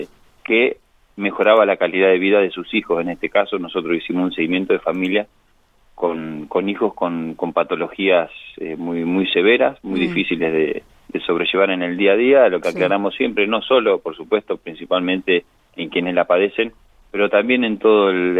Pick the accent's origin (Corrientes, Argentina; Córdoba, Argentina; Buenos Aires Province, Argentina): Buenos Aires Province, Argentina; Trenque Lauquen; Yo soy de Trenquelauquen, comenzamos este documental en el año 2016 en la ciudad de Buenos Aires, hace poquito que retorné al pago acá en Trenquelauquen.